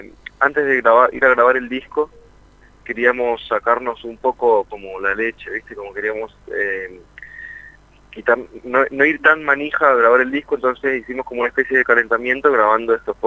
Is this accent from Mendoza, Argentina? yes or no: yes; Mendoza, Argentina; now in Buenos Aires, Argentina; nosotros venimos de Mendoza, y en Capital, estamos viviendo en Capital ya hace muchos años